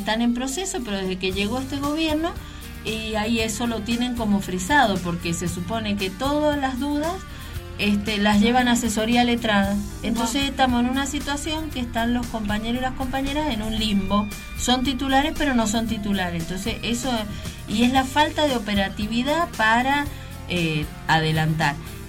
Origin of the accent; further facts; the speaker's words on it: Mendoza, Argentina; el problema que tenemos todos como mendocinos